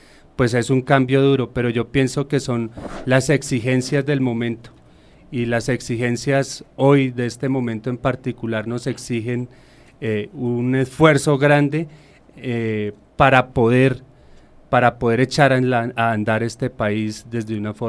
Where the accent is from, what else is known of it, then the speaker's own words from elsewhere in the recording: Colombia; De la vida, de lo que nos une como colombianos